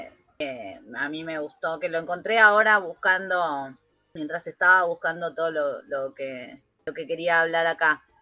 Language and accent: Spanish; Boulogne, Buenos Aires Province, Argentina; Boulogne, que es el lugar de donde yo vengo, que es allá en zona norte, ya ni Isidro tipo nada, pero Boulogne es como barrio bajo.